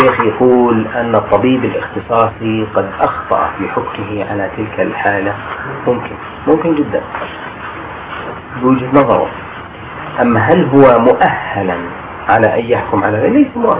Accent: Jordan; فالقانون الطب عندنا في الاردن ما يمنع ذلك

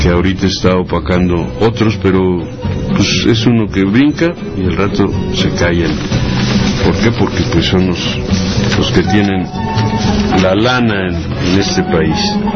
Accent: Mexico; no somos los mexicanos pobres

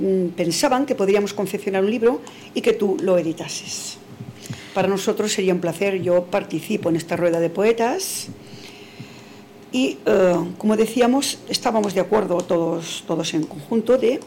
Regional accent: Castile, Spain; como castellana que soy.

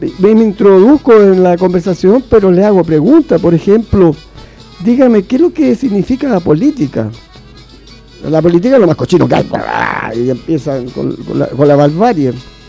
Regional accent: Chile; situaciones históricas que me tocó vivir como persona, como chileno

